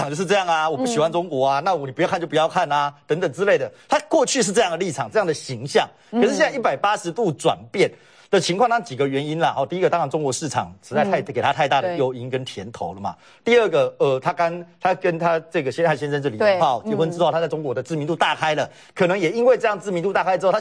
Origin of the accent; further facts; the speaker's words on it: Taiwan; 那我觉得站在我们台湾人良善的角度